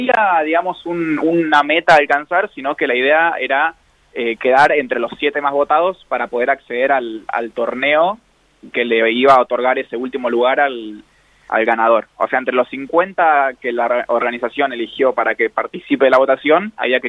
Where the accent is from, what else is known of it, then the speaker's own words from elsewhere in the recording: Realicó, La Pampa, Argentina; yo soy de Relicó, que tiene 10.000 habitantes, y por ahí, al ser un pueblo tan chico, como que tiene mucho eso de sentido de pertenencia, ¿no?